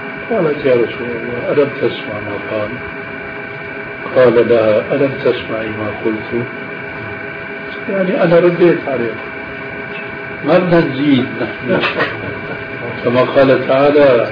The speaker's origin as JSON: {"language": "Arabic", "country": "Syria", "said": "عندنا في سوريا"}